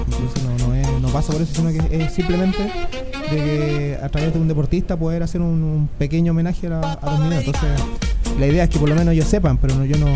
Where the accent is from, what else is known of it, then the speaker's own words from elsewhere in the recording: Santiago, Santiago Metropolitan Region, Chile; also born or lived in Bolivia; now in Antofagasta, Chile; yo soy nacido acá en Antofagasta, pero desde un año, del año de edad que yo prácticamente me crié en Santiago.